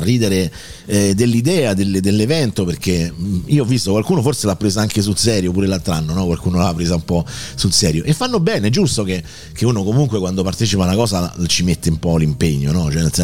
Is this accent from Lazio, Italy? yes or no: yes; Rome, Lazio, Italy; di Roma per 35 anni e più ho vissuto in quello che è stato il mio quartiere, no? San Giovanni, l'Appio Tuscolano e tutta quella zona